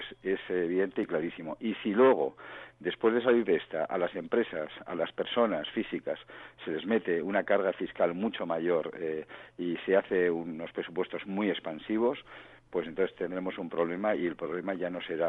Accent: Spain; yo tengo que agradecerlo, y como español también

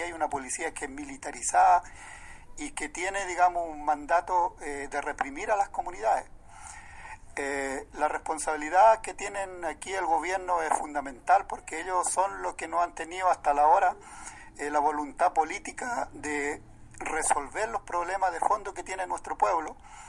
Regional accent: Huerqueno, Biobío, Chile; soy de Huerqueno, mensajero de las comunidades de la zona de Arauco

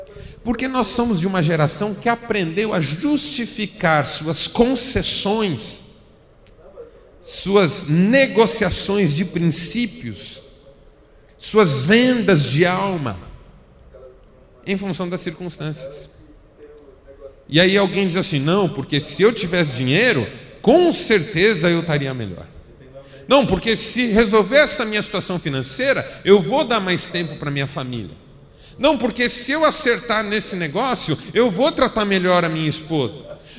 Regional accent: São Paulo, Brazil; also born or lived in Marília; eu fui para Marília com 18 anos, era solteiro ainda, meus pais estavam saindo de São Paulo em função de uma transferência da minha mãe.

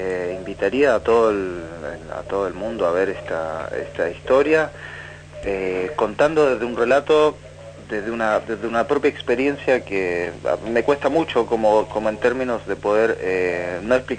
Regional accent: Chile; now in Argentina; Yo vengo de Chile, soy director chileno

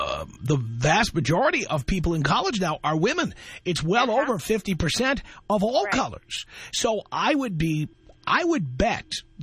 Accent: New York City, New York, United States; And I grew up in the South Bronx in what was largely a black and Latino neighborhood.

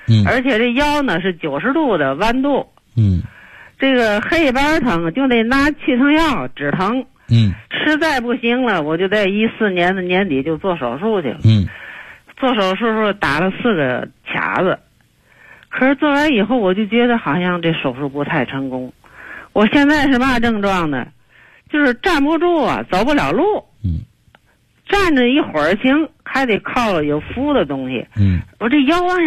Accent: Tianjin, China; 我是天津的，河北区的。

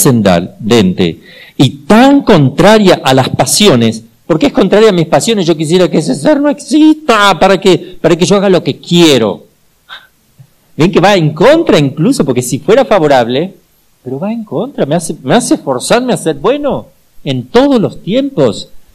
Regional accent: Argentina; se van a dar cuenta que soy argentino.

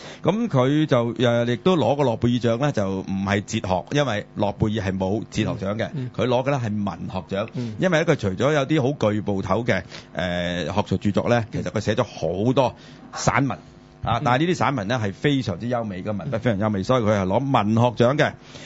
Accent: Hong Kong; 就因為兩套都係我哋香港人有份演嘅啫

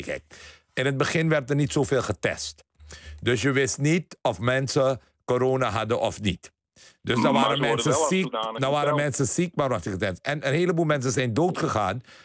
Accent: Netherlands; En ik vind het erg dat mensen mij Hindoestaan noemen, want dat betekent dat ik niet besta. En ik ben een Nederlander en ik ben een Amstelstani.

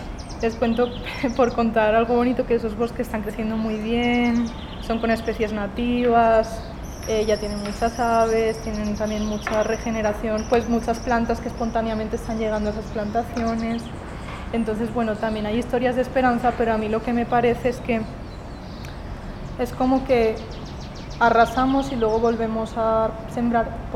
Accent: Valencia, Valencian Community, Spain; now in Colombia; Yo soy española. De la costa mediterránea, yo vengo de una ciudad que se llama Valencia, está un poco más abajo de Barcelona. Estoy aquí en Colombia

